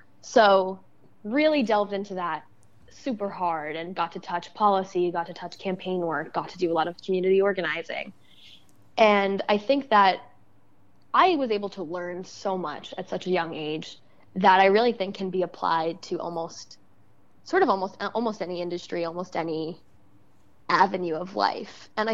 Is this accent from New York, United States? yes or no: yes; Staten Island, New York, United States; I grew up in Staten Island, New York. So technically part of New York City.